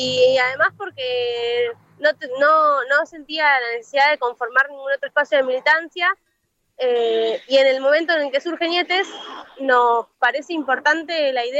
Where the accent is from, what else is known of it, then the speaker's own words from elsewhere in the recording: La Plata, Buenos Aires Province, Argentina; soy estudiante de historia, tengo 24 años. Soy de acá de La Plata